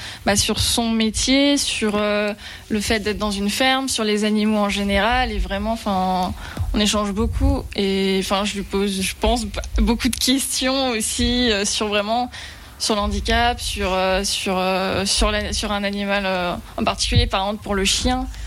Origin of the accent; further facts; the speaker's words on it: Brittany, France; À la base, je viens de Bretagne aussi